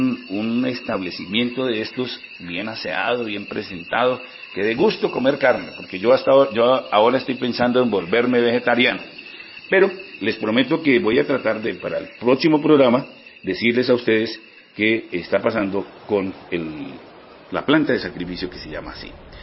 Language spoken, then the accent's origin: Spanish; Cáqueza, Cundinamarca, Colombia; pero en especial para los de Caquesa, mi tierra natal.